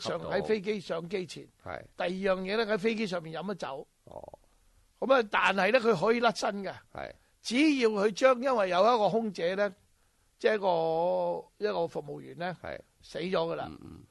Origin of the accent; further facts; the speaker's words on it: Hong Kong; 用呢咁嘅暴力挑衅咧，就吓怕咗我哋香港人行使我哋公民权益